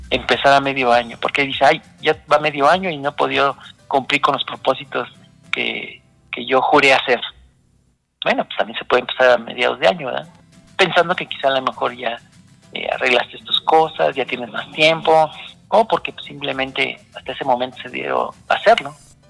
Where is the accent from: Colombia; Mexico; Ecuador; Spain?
Mexico; creo que los latinos somos, y los mexicanos desde luego, somos muy dados a echarnos la mano